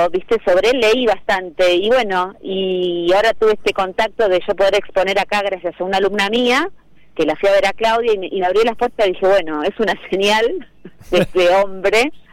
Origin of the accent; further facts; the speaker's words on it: Buenos Aires, Argentina; now in La Paisanita, Argentina; Sí, hace ya 2 años, era de zona sur y ahora digo que soy de acá.